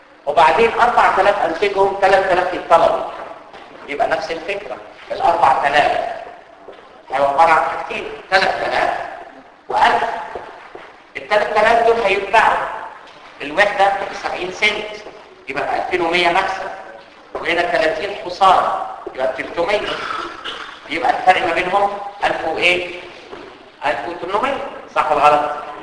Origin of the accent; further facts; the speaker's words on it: Cairo, Cairo Governorate, Egypt; احنا عندنا في مصر كده خطيره، في القاهره بالذات.